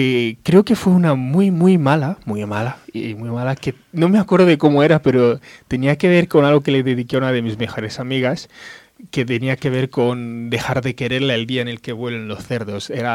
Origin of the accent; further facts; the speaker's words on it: Malabo, Bioko Norte, Equatorial Guinea; Sí, soy de Malabo. Es la capital de un pequeño país que se encuentra en Centro África que se llama Guinea Ecuatorial.